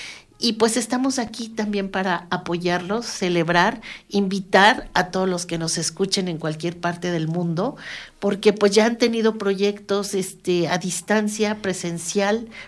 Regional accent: Mexico City, Mexico; Y bueno, yo soy de la Ciudad de México

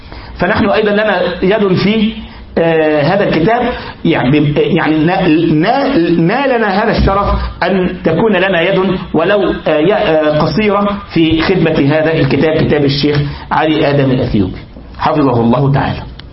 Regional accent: Egypt; حتى يعني نكتبه على الكمبيوتر عندنا في مصر ونراجعه

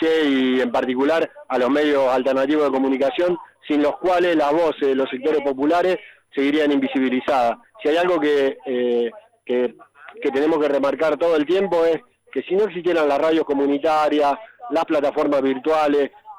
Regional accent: Argentina; es una vergüenza que como argentino tengamos que estar hablando de hambre.

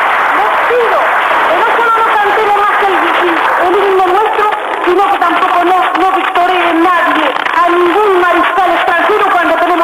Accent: Argentina; Segundo como Argentina y tercera como una mujer del pueblo que sabe las vicisitudes y sabe lo que es las privaciones, el trabajo y la miseria.

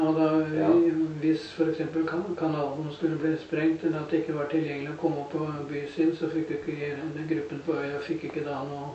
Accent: Moss, Østfold, Norway; jeg er født og oppvokst på Gjelløy, og jeg jobbet noen år i Oslo, men da bodde jeg på Gjelløy innen Møllesø, og jeg har hatt tilknytning til Moss og Gjelløy.

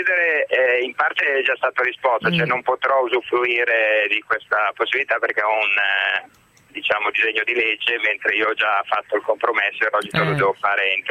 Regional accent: Milan, Lombardy, Italy; Sono proprio di Milano

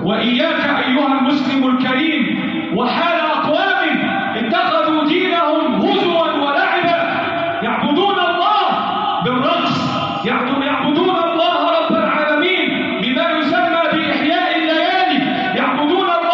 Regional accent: Egypt; اللهم احفظ بلدنا مصر وسائر بلاد

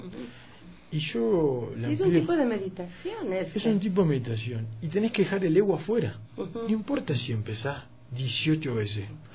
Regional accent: Uruguay; yo como uruguayo tomo mate

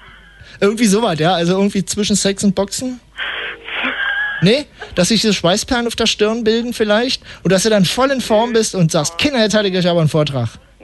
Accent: West Germany, Germany; Kann ich nicht, ich bin aus dem Westen.

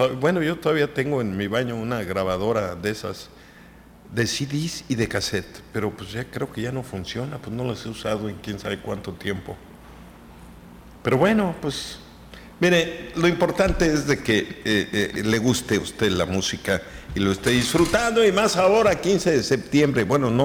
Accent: Mexico; Somos mexicanos y a mucho orgullo.

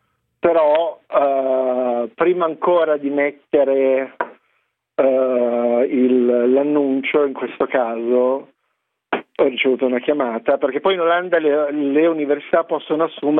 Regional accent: Calabria, Italy; io sono calabrese, quindi forse ancora più col cuore.

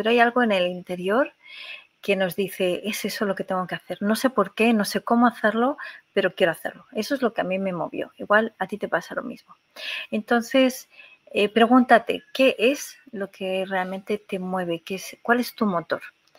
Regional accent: Spain; moved away as an adult; Yo, que hace unos 20 años salí de España, lo hice porque ya estaba trabajando en una empresa hacía varios años

